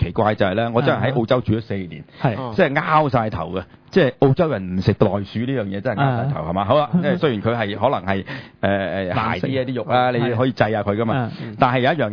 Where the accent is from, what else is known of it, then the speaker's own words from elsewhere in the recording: China; 但系我哋中国人咧就好滑头嘅